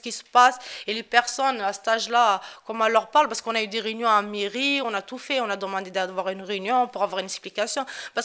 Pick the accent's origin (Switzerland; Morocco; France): Morocco; comme je suis toute seule, en plus, je suis marocaine